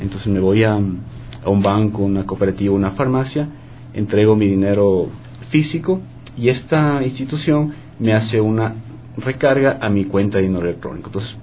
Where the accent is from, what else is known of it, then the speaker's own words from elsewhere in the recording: Ecuador; Nosotros como ecuatorianos debemos estar orgullosos de este sistema que tenemos